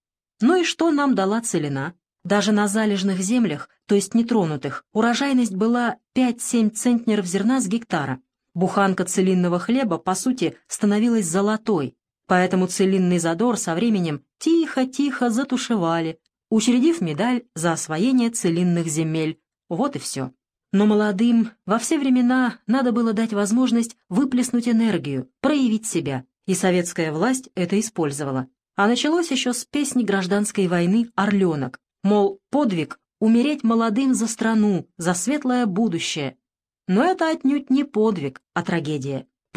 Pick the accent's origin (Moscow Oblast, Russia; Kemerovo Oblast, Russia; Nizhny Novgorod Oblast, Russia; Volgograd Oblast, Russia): Nizhny Novgorod Oblast, Russia; born there; Родился я в Нижегородском крае, в крестьянской семье.